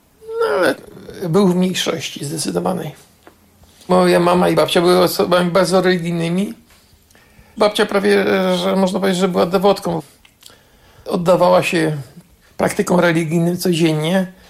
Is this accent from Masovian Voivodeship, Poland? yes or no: yes; Warsaw, Masovian Voivodeship, Poland; born there; ja się urodziłem naprzeciwko kościoła, na ulicy Nowolipie 20A, na ostatnim piętrze.